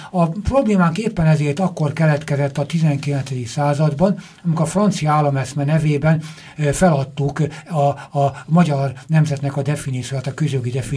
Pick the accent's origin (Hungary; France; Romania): Hungary; a nagyvilág ebből akkor tanulhat, hogy mi magyarok is tanultunk belőle